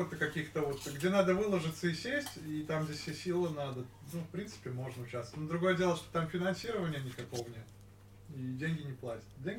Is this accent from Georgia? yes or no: no; Belarus; мы вот как белорусы